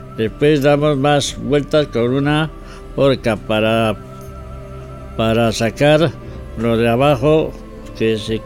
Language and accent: Spanish; San Juan de la Nava, Castile and León, Spain; Bienvenido al programa Sanjuaniego, donde hablamos de las historias y costumbres de mi pueblo, San Juan de la Nava. Un pequeño pueblo de unos 300 habitantes, situado en la provincia de Ávila, a 30 kilómetros de la ciudad.